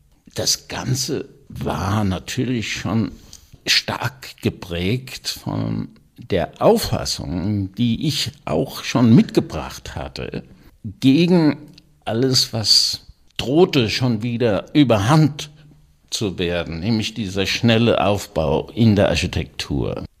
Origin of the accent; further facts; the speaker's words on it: Wiesbaden, Hesse, Germany; born there; In Wiesbaden, wo ich geboren bin, und habe da 2 Semester studiert, Innenarchitektur.